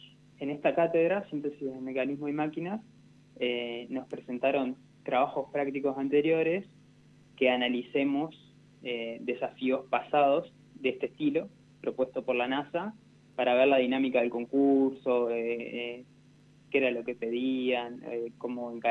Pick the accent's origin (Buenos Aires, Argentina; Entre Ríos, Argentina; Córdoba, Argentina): Entre Ríos, Argentina; Gualeguaychú; now in Rosario, Argentina; Yo vengo de Gualeguaychú, Entre Ríos. Somos 6 hermanos y fuimos yendo de a uno a Rosario a estudiar en la universidad pública.